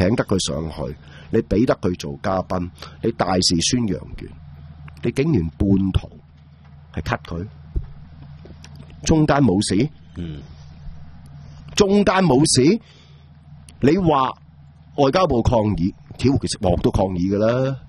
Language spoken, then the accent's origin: Cantonese; Hong Kong; 对我哋香港人嚟讲